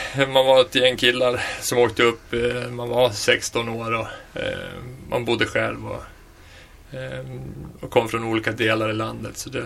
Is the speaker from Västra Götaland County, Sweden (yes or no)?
no; Västerås, Västmanland County, Sweden; Jag fyller 44 sista maj här. Född och uppvuxen i Västerås.